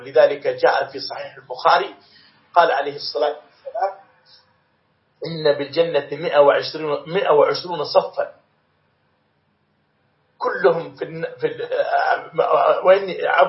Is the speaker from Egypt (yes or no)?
no; Morocco; في بلادنا المغرب